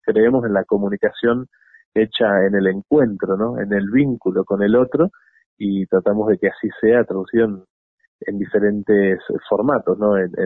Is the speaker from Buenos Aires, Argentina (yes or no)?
no; Bariloche, Río Negro, Argentina; born or raised there